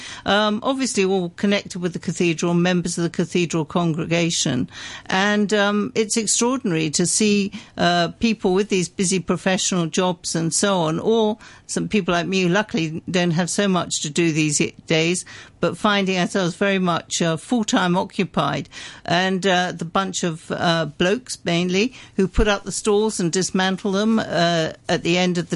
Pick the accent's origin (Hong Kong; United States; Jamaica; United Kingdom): Hong Kong; I come from Hong Kong